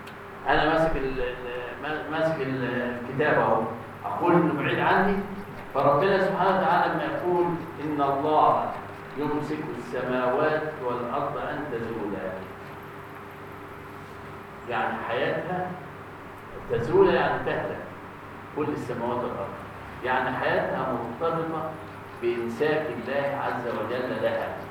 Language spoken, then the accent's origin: Arabic; Egypt; النصف الاخير عندنا في مصر غير النصف الاخير في ماليزيا